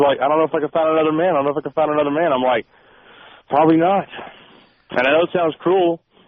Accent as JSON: {"language": "English", "region": "Mississippi", "country": "United States", "said": "I'm going to be moving soon to my home state of Mississippi."}